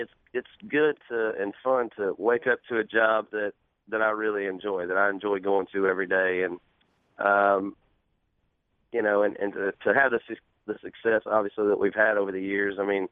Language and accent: English; Georgia, United States; growing up in Georgia, just being a huge Braves fan my whole life.